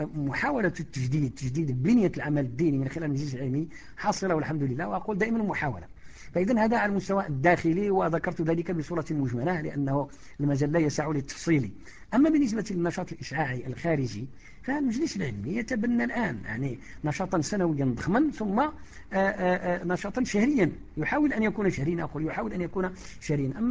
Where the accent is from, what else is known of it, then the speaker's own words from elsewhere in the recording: Morocco; لانه صناعه الخطابه هذه صناعه يعني شبه منعدمه عندنا في المغرب